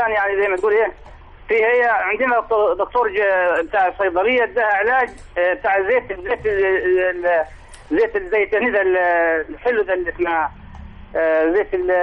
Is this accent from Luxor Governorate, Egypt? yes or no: yes; Luxor, Luxor Governorate, Egypt; دكاترة عندنا في الأقصر